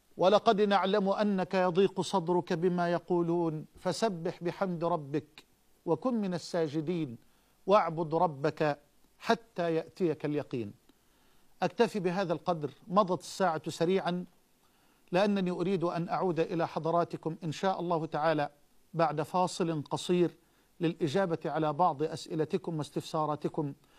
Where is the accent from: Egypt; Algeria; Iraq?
Egypt; وأسألك أن تحفظ بلادنا مصر من الفتن